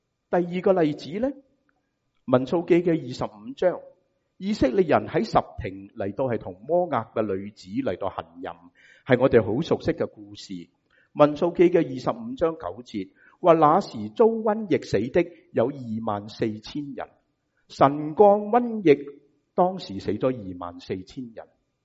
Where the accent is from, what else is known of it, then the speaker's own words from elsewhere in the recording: United States; 我哋美国人就会讲咩啊 ？Double dip 系嘛？